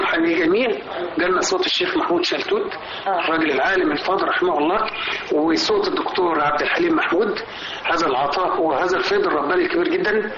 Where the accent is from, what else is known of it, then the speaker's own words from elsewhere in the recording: Egypt; لأنه ما فيناش حد كمصريين ما تأثرش بالراديو وما تأثرش بالإذاعة